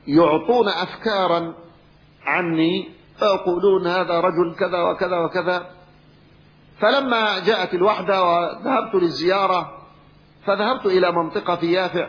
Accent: Yemen; كان أحد مشايخ القبائل عندنا في اليمن

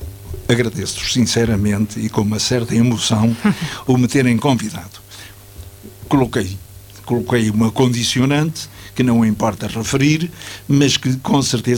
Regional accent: Alcobaça, Leiria, Portugal; born there; Eu fui lá batizado, nasci acidentalmente em Alcobaça, porque o meu pai era tanoeiro e comprou-me, como eu costumo dizer, na Vindima.

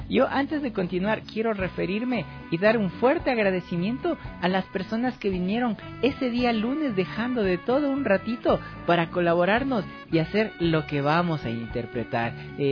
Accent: Ecuador; la música hecha en mi país, o la música escrita en mi país, o la música hecha con sentimiento ecuatoriano, será lo primero.

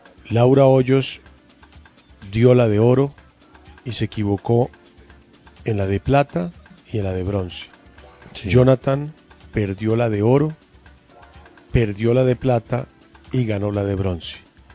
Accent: Bogotá, Colombia; Aquí yo soy bogotano.

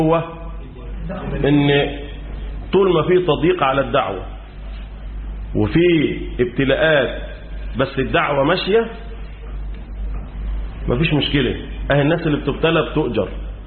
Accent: Egypt; وده اللي حصل عندنا في مصر

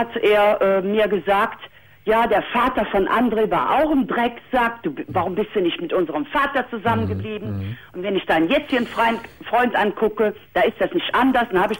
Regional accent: Cologne, North Rhine-Westphalia, Germany; moved away; ich habe ja dadurch damals meine Heimat, nicht nur mein Elternhaus, sondern auch meine Heimat, und das ist Kölle, verloren.

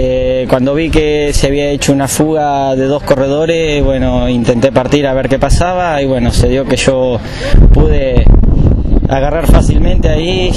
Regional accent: Bolívar, Buenos Aires Province, Argentina; soy de Bolívar

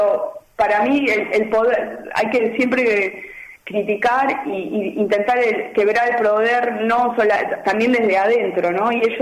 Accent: Avellaneda, Buenos Aires Province, Argentina; now in Germany; yo soy de Buenos Aires, de Avellaneda, y vivo mitad Berlín, mitad Buenos Aires.

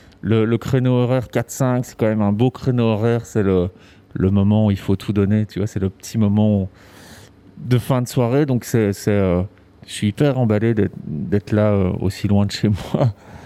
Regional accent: Brussels, Brussels-Capital Region, Belgium; moi, je suis né à Bruxelles. Donc, j'ai vécu à Bruxelles toute mon enfance et adolescence. Et puis, c'est vrai qu'étant adulte, je suis parti à Charleroi parce qu'il y avait beaucoup de place pour la culture.

